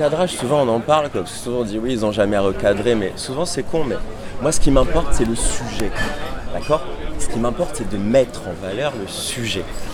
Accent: Paris, Île-de-France, France; Je suis né à Paris, dans le 14e, 77. Là, j'ai fait toute ma scolarité à Paris, j'ai vécu à Paris. Mais il y a quelque chose qui est important dans mon éducation, c'est que mes parents sont corses

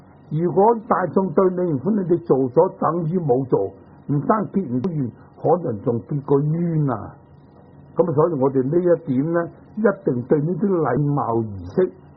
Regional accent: China; 咁我哋中国人咧，所谓文人嘅品性啊，唔中意繁复嘅

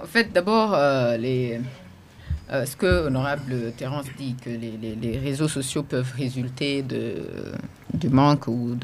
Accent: Burundi; Nous sommes des Burundais avant d'être des journalistes.

